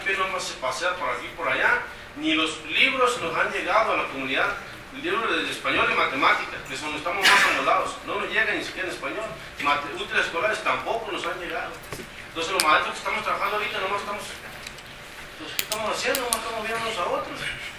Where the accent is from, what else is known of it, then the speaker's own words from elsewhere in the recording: Sonora, Mexico; Yo vengo del estado de Sonora, represento a los hijos de Sonora y Chihuahua.